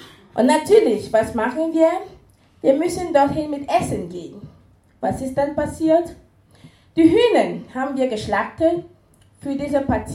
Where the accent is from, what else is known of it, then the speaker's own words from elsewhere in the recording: Cameroon; now in Esslingen, Germany; Ich bin in Kamerun geboren und aufgewachsen, lebe seit 11 Jahren in Deutschland, beziehungsweise seit 8 Jahren in Esslingen.